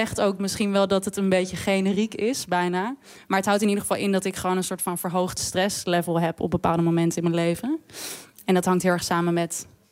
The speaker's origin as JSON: {"language": "Dutch", "country": "Netherlands", "tie": "born or raised there", "said": "zoals jullie aan mijn mooie rollende R horen, ben ik gewoon opgegroeid in Nederland. Maar ja, je krijgt natuurlijk wel wat mee van je ouders."}